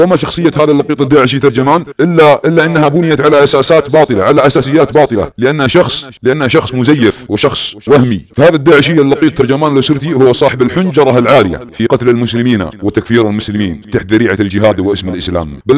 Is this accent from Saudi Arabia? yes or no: yes; Saudi Arabia; في محاربة بلادنا السعودية وحكامنا